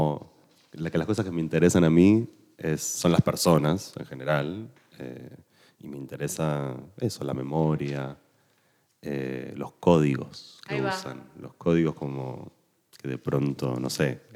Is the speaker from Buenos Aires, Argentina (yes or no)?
yes; Buenos Aires, Argentina; yo, como buen porteño de clase media, me ha formado mucho el psicoanálisis argentino.